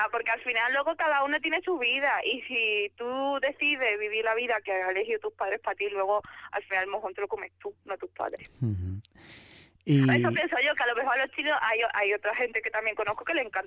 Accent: Málaga, Andalusia, Spain; also born or lived in Algeciras; Sí, en Algeciras, aunque yo toda mi vida la pasaba en Málaga, en Algeciras allí nos mudamos para Málaga, así que soy gaditana de nacimiento, malagueña de corazón.

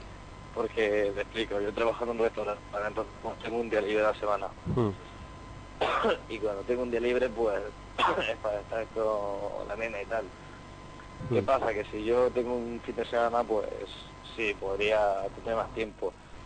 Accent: Murcia, Region of Murcia, Spain; yo soy de Murcia, ¿vale?

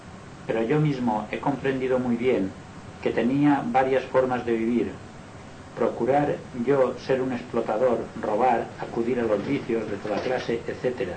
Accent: Inca, Balearic Islands, Spain; born there; soy mallorquín nacido en Inca, pero hace muchos años que resido en Palma.

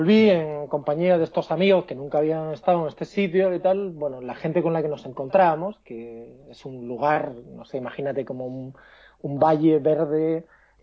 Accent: Asturias, Spain; also born or lived in Madrid / Cádiz; now in Santiago, Chile; soy asturiano y en Madrid. Estudié en Madrid y viví también varios años en Cádiz. Entonces tengo una mezcla de acentos

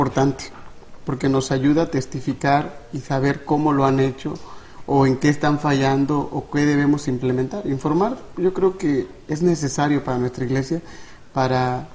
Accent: Tabasco, Mexico; soy originario de Tabasco

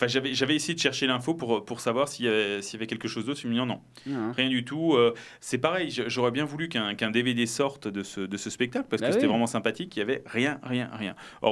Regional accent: Mulhouse, Grand Est, France; Donc, moi, je viens de Mulhouse.

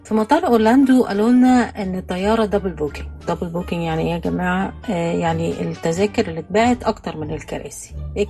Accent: Egypt; لكن طبعا انا مصرية ودمي حامي

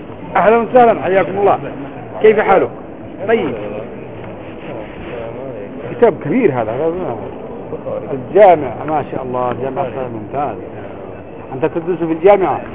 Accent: France; أنا لا أنا فرنسي مش لبناني أصلي.

